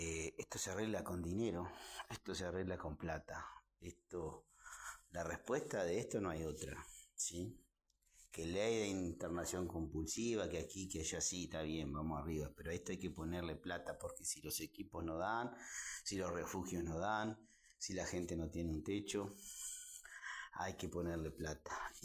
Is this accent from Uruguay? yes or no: yes; Uruguay; la verdad nos viene como uruguayos, y con un poquito de sensibilidad nos tiene que por lo menos conmover un poco